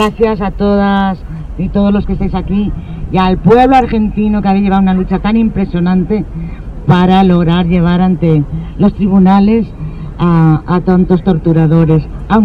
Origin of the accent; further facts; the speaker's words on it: Spain; Nosotros en mi país, en España, estamos luchando también contra los crímenes del franquismo.